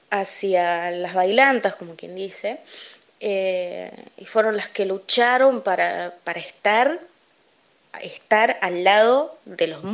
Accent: Corrientes, Argentina; also born or lived in Buenos Aires; yo soy de aquí de Buenos Aires, nací acá en Buenos Aires, pero me crié en Corrientes, allá en... estuve un tiempo viviendo con mis abuelos, sé lo que es la vida de campo realmente

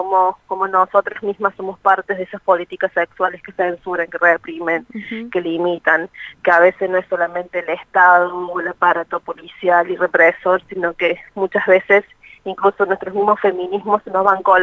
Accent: Córdoba, Argentina; soy de Córdoba

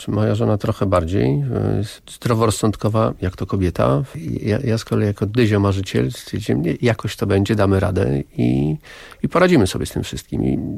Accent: Warsaw, Masovian Voivodeship, Poland; Znaczy ja do tej pory jestem obcym, jestem człowiekiem z Warszawy, więc warszawiakiem.

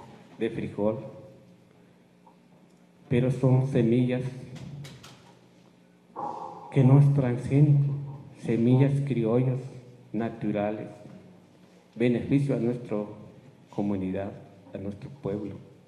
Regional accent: Chiapas, Mexico; first language Tzotzil; Spanish is a second language; no puedo hablar bien el lengua español porque no es mi lengua materna. Mi lengua materna es la idioma tzotzil.

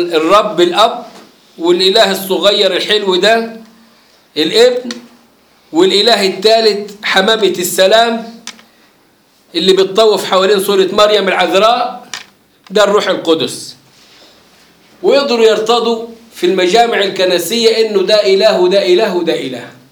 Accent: Egypt; لما يجي عندنا في مصر

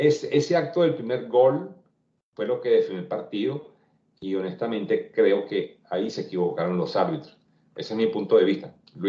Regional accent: Madrid, Community of Madrid, Spain; yo que soy de Madrid, y me perdonan los seguidores, yo soy madridista también.

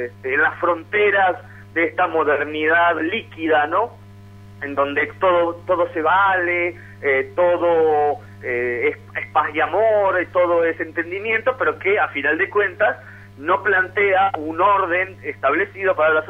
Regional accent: Argentina; moved away as an adult; also born or lived in Mexico; now in Rome, Italy; yo soy argentino, pero bueno, a los 18 años en el 97 salí, viajé a México para estudiar Ciencias de la Comunicación y dedicarme al periodismo, y desde hace casi 7 años vivo aquí en Roma.

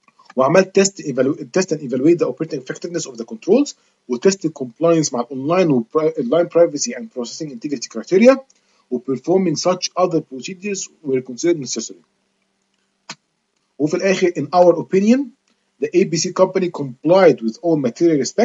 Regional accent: Egypt; ممكن موضوع ما يبقاش مشهور عندنا في مصر شوية

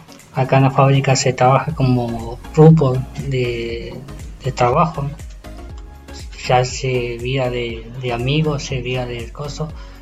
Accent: El Maitén, Chubut, Argentina; Yo vengo de Maitén. Lugar, un pueblito que era chico y ahora se está haciendo grande y bueno, y cada día está creciendo el pueblo.

